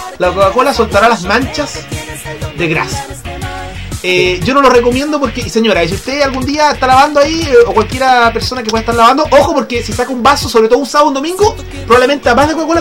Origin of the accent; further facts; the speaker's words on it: Chile; uno se da cuenta de cómo somos los chilenos.